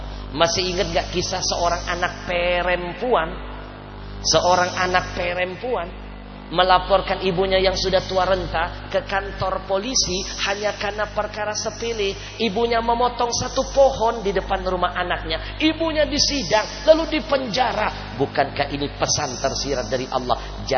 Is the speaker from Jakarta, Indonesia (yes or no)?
yes; Jakarta, Indonesia; Sekarang kalau dengar Bogor hujan, tengah malam kita orang Jakarta gak tenang tidurnya.